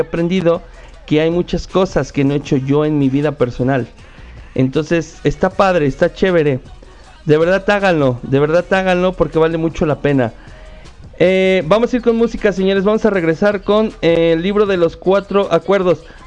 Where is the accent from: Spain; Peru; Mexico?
Mexico; a final del día somos mexicanos.